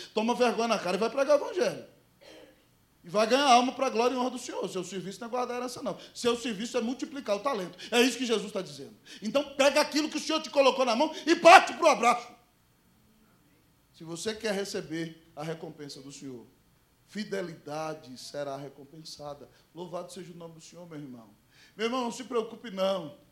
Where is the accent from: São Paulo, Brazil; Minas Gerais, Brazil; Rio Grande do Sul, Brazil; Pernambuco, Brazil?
Minas Gerais, Brazil; Eu posso falar porque eu sou mineiro, viu, irmão?